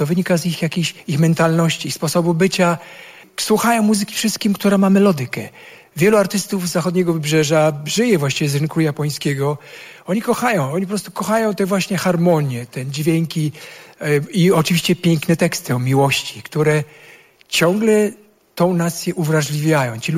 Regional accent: Sweden; now in Poland; Szwecja się bardzo zmieniła. Ja pamiętam Szwecję zupełnie inną.

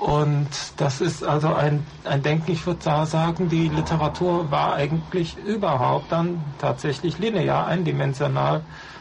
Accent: North Rhine-Westphalia, Germany; Ich komme aus dem Rheinland, so in dieser Gegend Eifel, Nordrhein-Westfalen

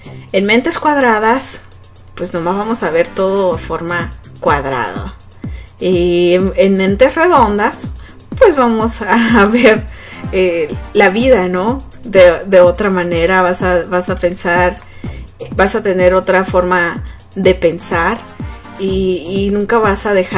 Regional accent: Mexico; Y digo mexicano porque yo soy mexicana

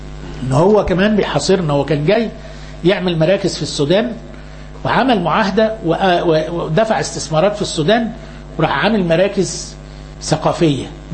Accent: Upper Egypt, Egypt; احنا عندنا في الصعيد في جهل كتير منتشر.

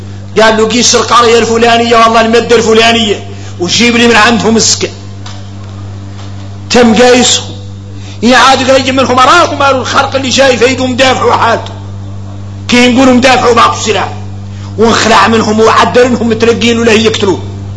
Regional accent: Mauritania; وهذا قال عندنا احنا موريتاني حديث متفق عليه

